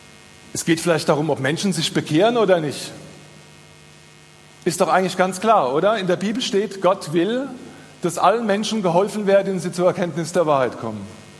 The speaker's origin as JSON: {"language": "German", "region": "Rhineland-Palatinate", "country": "Germany", "said": "Also ich bin Pfälzer"}